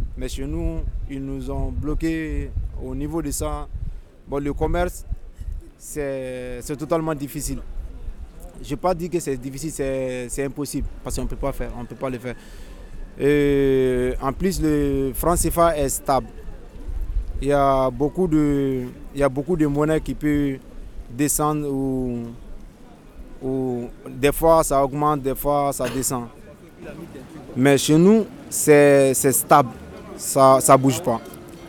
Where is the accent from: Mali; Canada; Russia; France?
Mali; Par exemple, moi je suis malien, quand je pars au Gabon pour acheter quelque chose ou pour vendre quelque chose